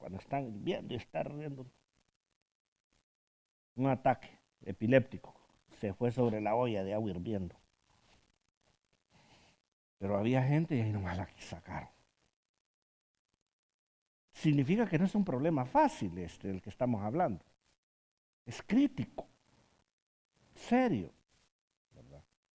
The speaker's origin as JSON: {"language": "Spanish", "country": "Honduras", "said": "Yo soy hondureño."}